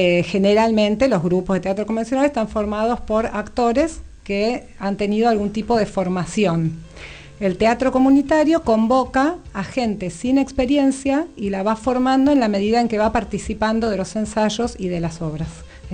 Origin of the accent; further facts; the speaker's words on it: Buenos Aires, Argentina; soy de Boedo